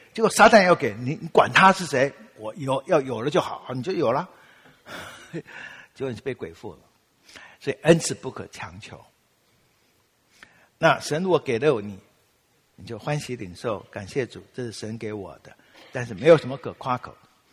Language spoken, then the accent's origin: Chinese; Taiwan; accent: Taiwanese Mandarin; 因为我们台湾人哈，你知道我们有些台湾人哈，台湾国语。